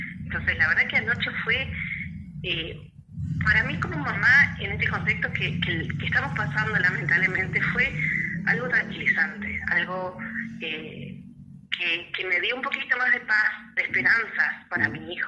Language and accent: Spanish; Tierra del Fuego, Argentina; soy de Tierra del Fuego, estamos allá en la punta del país